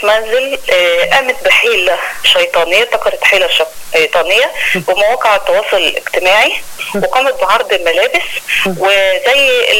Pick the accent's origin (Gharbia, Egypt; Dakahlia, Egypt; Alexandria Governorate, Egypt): Alexandria Governorate, Egypt; Alexandria; وحاجات بتحصل بالفعل عندنا في اسكندرية، مش اسكندرية بس، أيضا المحافظات الأخرى